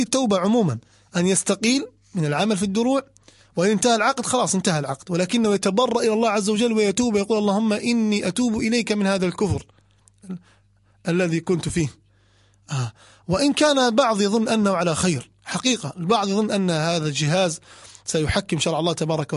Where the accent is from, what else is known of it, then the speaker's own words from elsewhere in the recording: Libya; منها ما يسمون الآن عندنا في ليبيا يقولون السحب على الحمر